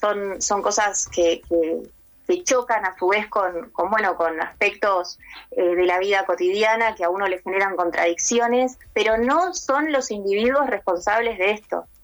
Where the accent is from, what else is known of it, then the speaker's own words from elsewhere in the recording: Argentina; Hoy como argentinos nos une el sí a la educación pública, libre, gratuita, ¿no?